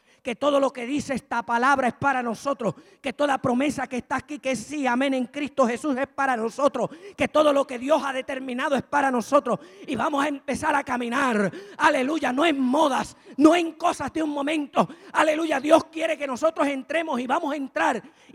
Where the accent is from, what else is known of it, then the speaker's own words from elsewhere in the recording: Mayagüez, Puerto Rico; ¿Usted se acuerda aquí en Mayagüez? Yo soy de aquí, de Mayagüez.